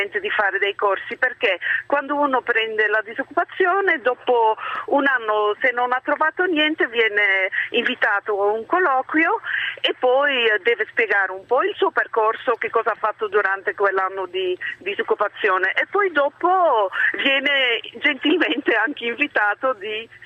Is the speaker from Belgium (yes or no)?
yes; Belgium; Italian is a second language; come probabilmente avete sentito all'accento, io sono belga